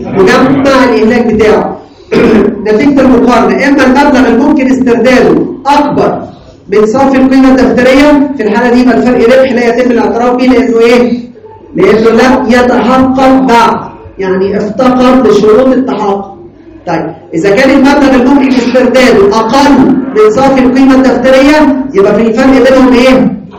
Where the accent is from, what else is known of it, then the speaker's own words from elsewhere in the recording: Egypt; لكن عندنا في مصر لا، اعاده التقييم غير مسموح فيها